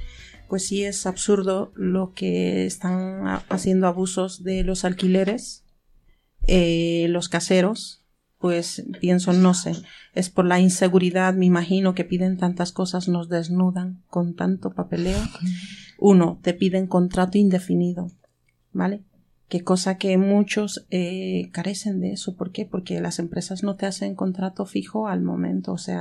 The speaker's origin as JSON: {"language": "Spanish", "country": "Bolivia", "lives_now": "Spain", "said": "el 2017 me fui a mi tierra, estuve 1 año y 2 meses y volví de Bolivia"}